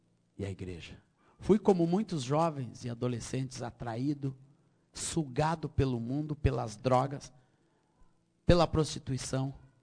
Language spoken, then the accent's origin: Portuguese; Rio Grande do Sul, Brazil; also born or lived in Minas Gerais; Eu nasci no Rio Grande, em Minas Gerais. Com a idade de 7 anos, meus pais foram para o Rio Grande do Sul e nunca mais saíram. Meu pai era militar, oficial do Exército brasileiro. E ali eu cresci, me criei